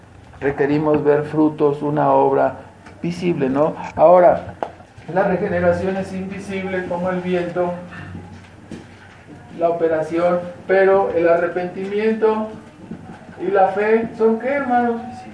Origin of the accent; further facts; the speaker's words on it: Mexico; porque todos tenemos raíces católicas, venimos de allá, nuestras familias somos mexicanos, hermanos, o sea, no somos de Gringolandia